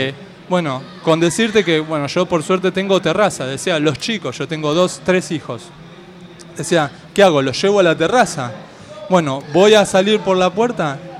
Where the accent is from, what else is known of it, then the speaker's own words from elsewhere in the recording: Buenos Aires, Argentina; De Floresta.